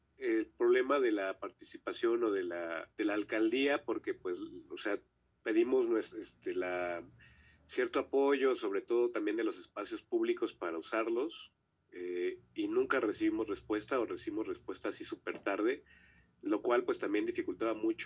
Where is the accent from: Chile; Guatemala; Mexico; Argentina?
Mexico; Xochimilco, Mexico City; nosotros somos de Xochimilco, ahí para que parezca una referencia, ¿no?